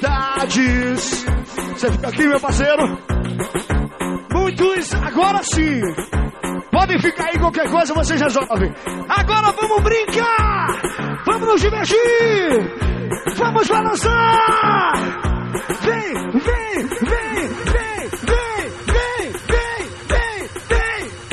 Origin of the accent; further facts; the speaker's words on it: Concórdia, Santa Catarina, Brazil; Sou de Concórdia, com muito orgulho.